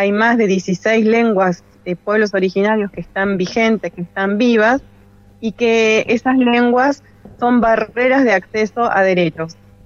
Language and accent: Spanish; Los Toldos, Buenos Aires Province, Argentina; Nosotros somos de Los Toldos, en la provincia de Buenos Aires, y seguimos siendo mapuches a pesar de la gran distancia que hay entre ustedes y nosotros.